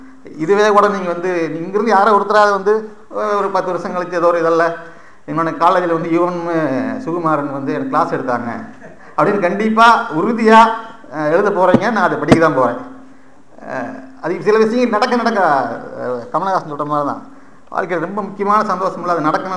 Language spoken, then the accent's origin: Tamil; Coimbatore, Tamil Nadu, India; நான் கோயம்புத்தூர் தான் இருவோம்